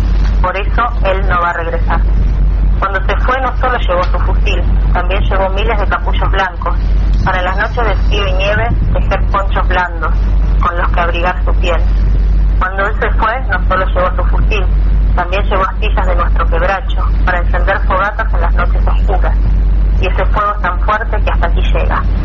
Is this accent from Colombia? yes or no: no; Argentina; de nuestro propio pensamiento nacional como argentinos